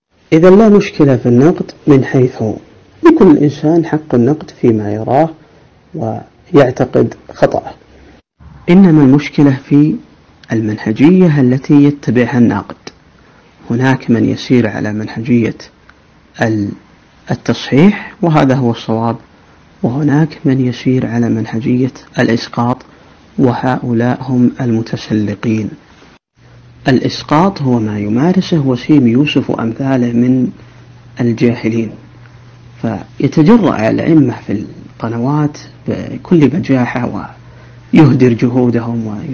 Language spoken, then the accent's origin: Arabic; Riyadh, Riyadh Province, Saudi Arabia; أنا من مواليد عام 1405 الموافق 1985 ميلادي، نشأت في الرياض مثل نشأت أي شاب